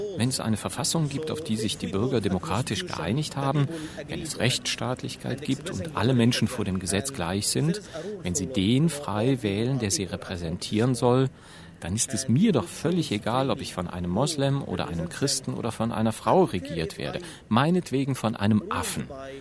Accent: Cairo, Cairo Governorate, Egypt; Ich bin in Kairo aufgewachsen.

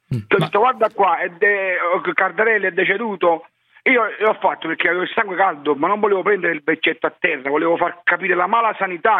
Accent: Naples, Campania, Italy; Io sono napoletano e non mi vergogno di essere

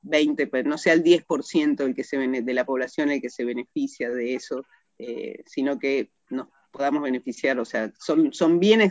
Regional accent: Buenos Aires, Argentina; y yo que soy porteña, digamos

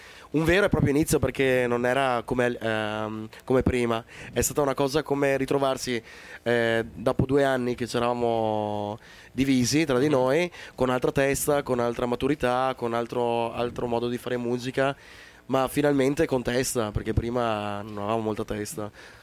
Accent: New Zealand; first language English; Italian is a second language; now in Italy; sono originario della Nuova Zelanda, cresciuto con madrelingua inglese, quindi mi viene naturale cantare in inglese.

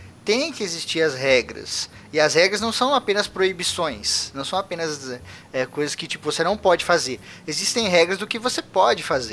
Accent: Osasco, São Paulo, Brazil; eu nasci em favela, em Osasco.

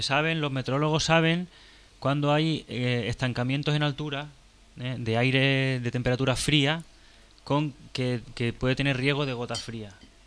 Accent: Xixona, Valencian Community, Spain; Una vez en mi pueblo, en Gijona

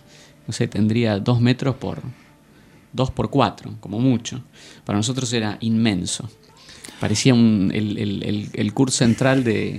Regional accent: Trelew, Chubut, Argentina; yo nací en Trelew. Uh-huh. En la provincia del Chubut, sí, en el sur.

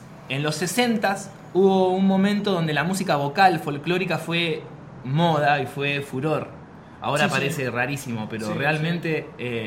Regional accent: Bahía Blanca, Buenos Aires Province, Argentina; moved away as an adult; now in Buenos Aires, Argentina; yo nací en Bahía Blanca. Me vine a vivir a Bernal a los 19 años claro. y después a los 25 me vine al Abasto.

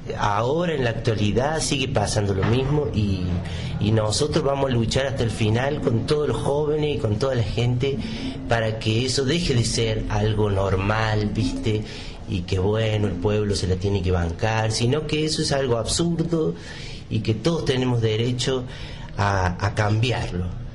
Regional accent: San Luis, Argentina; born there; Yo nací acá en San Luis.

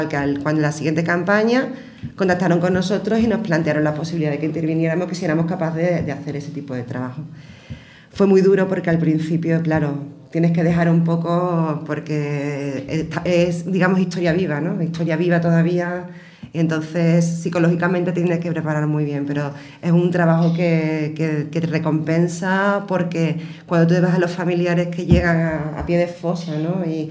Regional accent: Écija, Andalusia, Spain; dos de ellas somos de aquí de Écija. Yo, como digo, tengo mi sucursal aquí y funciona, y yo siempre trabajo aquí en Écija

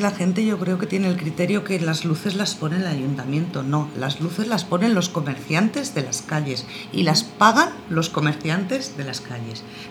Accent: Barcelona, Catalonia, Spain; yo soy de Nou Barris y que Nou Barris está en Barcelona

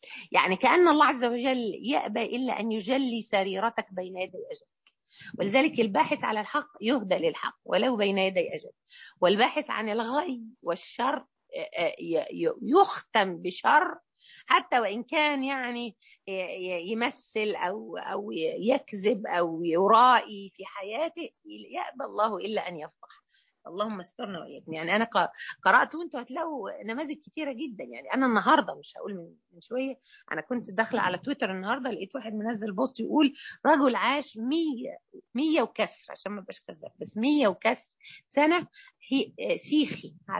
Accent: Mansoura, Dakahlia, Egypt; الجمعيه الشرعيه عندنا في المنصوره

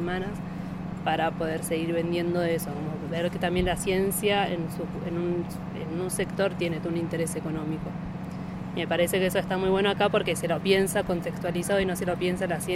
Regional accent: Argentina; Nosotras somos de Argentina

